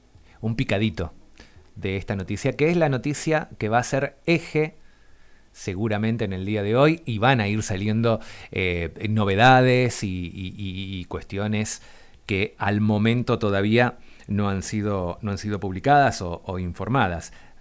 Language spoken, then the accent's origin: Spanish; Argentina; nos compromete a todos, a todas, como argentinos, como argentinas